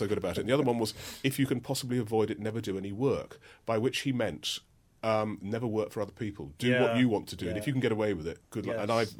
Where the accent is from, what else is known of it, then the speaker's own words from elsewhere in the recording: London, United Kingdom; I'm a Londoner, born and bred in London, and I love cities